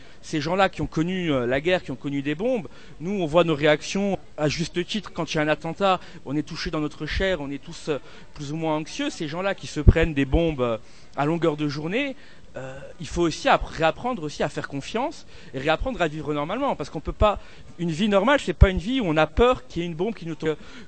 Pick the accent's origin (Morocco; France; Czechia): France; Corsica; je suis pas de Paris, je suis corse, moi.